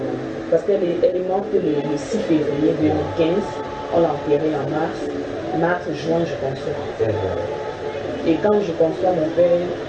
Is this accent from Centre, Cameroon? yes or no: yes; Yaoundé, Centre, Cameroon; Et je suis arrivée à Yaoundé parce que je suis née et grandie à Yaoundé.